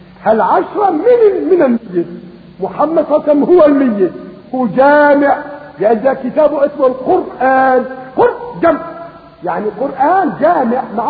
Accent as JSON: {"language": "Arabic", "country": "Syria", "said": "مثلا بلادنا بلاد الشام، بلاد سوريا سبعة"}